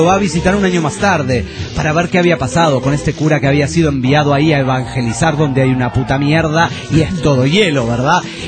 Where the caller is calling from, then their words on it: León, Guanajuato, Mexico; de León, Guanajuato, México.